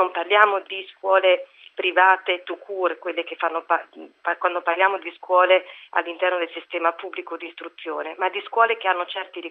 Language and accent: Italian; Bologna, Emilia-Romagna, Italy; io sono bolognese.